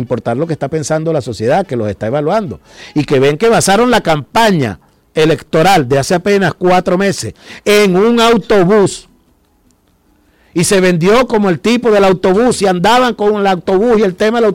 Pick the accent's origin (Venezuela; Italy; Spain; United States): Venezuela; la fuerza poderosa, verdadera, auténtica que tenemos como venezolanos